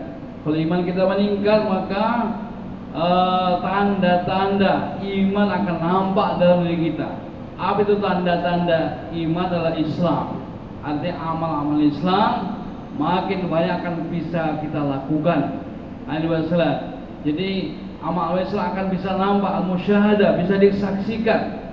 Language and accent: Indonesian; Sydney, New South Wales, Australia; Indonesian is a second language; saya ini berasal dari Sydney, saya sebenarnya baru masuk Islam, kurang lebih baru 17 tahun yang lalu.